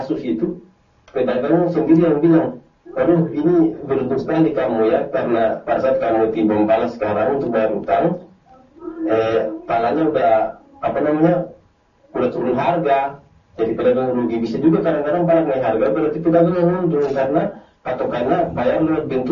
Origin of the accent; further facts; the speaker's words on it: Banda, Maluku, Indonesia; Di kampung kami, Ustaz, di Banda, itu pedagang pala.